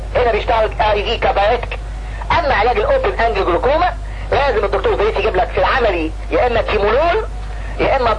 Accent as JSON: {"language": "Arabic", "country": "Egypt", "said": "الناس عندنا في مصر اي واحد عنده اكتئاب يقول له روح خد اميتريبتالين"}